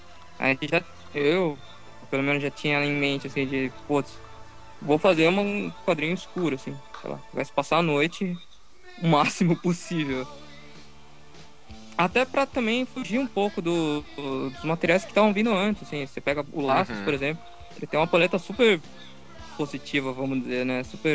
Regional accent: Santos, São Paulo, Brazil; Que eu sou de Santos, eu morei lá, né?

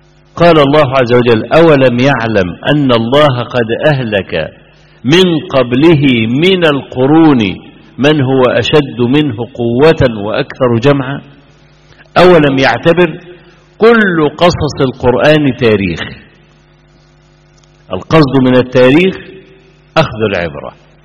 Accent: Egypt; صحفي كبير كان عندنا في مصر كتب مقالة

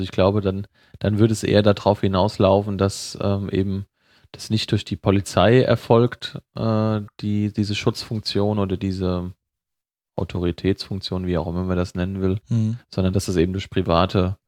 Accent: Hesse, Germany; zum Beispiel die Vereine aus meiner Heimat, die sind ja auch ganz

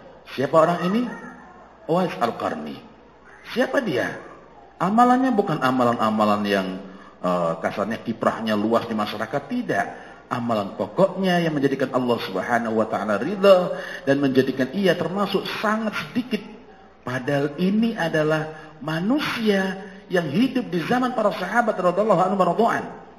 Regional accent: Jombang, East Java, Indonesia; Saya dari Jombang, tahu Jombang ya?

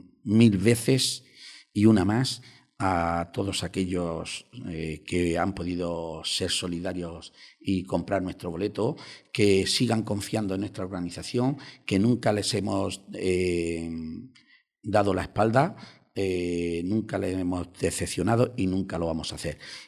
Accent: Toledo, Castilla-La Mancha, Spain; Oiga, en mi tierra, donde yo nací, en Toledo

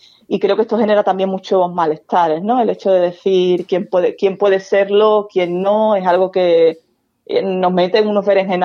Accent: Andalusia, Spain; Y yo soy andaluza

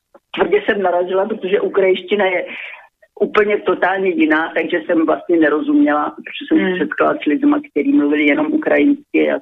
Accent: Vysoké Mýto, Pardubice Region, Czechia; born there; Narodila jsem se v Čechách, ve Vysokém Mýtě

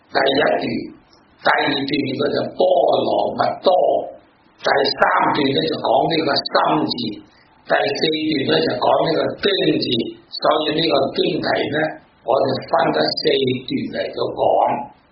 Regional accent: Guangdong, China; 我哋讲到广东人啦

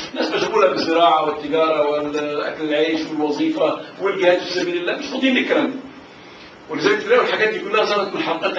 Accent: Egypt; وللاسف انه اغلبهم بيقولوا كان من بلدنا مصر

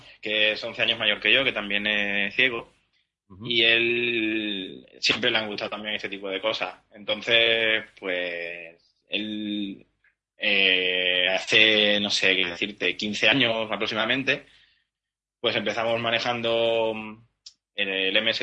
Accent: Badajoz, Extremadura, Spain; now in Seville, Spain; No, la verdad que soy de Badajoz.

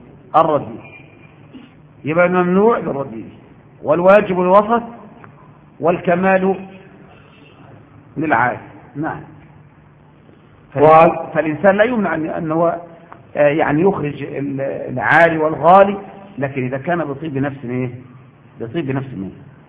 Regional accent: Egypt; ولم يجعلها عندنا في مصر

